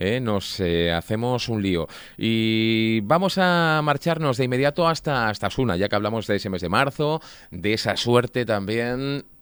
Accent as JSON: {"language": "Spanish", "town": "Cartagena", "region": "Region of Murcia", "country": "Spain", "said": "Me voy hasta Orihuela, soy de Cartagena y me llevo un boleto"}